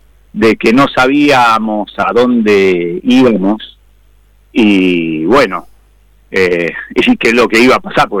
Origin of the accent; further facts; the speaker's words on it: Jáuregui, Buenos Aires, Argentina; el que pasa ahí en mi pueblo, hasta la ciudad de Mercedes, provincia de Buenos Aires, que es más o menos unos 30 kilómetros de yo vivía, de Jáuregui